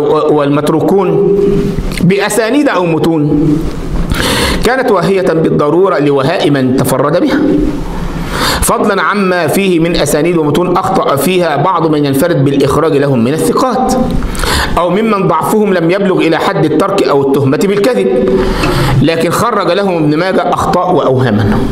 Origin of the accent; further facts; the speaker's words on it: Egypt; وعندنا في مصر يقول لك العبارة في الشكارة